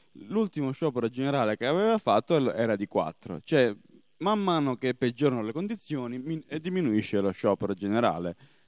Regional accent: Veneto, Italy; born there; Sapete che io ho questo difetto, che sono nato in Veneto

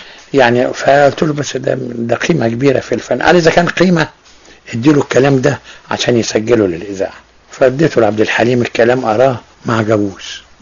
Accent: Egypt; ده كله بيخليني أسعد إن أنا مصري بنتمي إلى بلدي

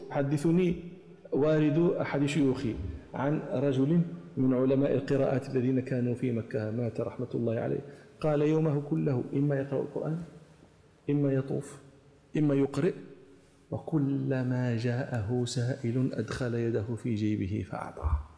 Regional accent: Morocco; أنا أتعمد هذا لي تتطلع إلى معرفة هذه المآكل عندنا في المغرب

